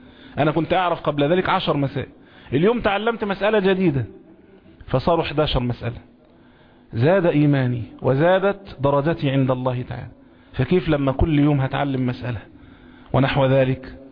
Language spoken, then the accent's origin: Arabic; Egypt; كل المصريين عارفينه طبعا، كان عندنا فيلم زمان كمصريين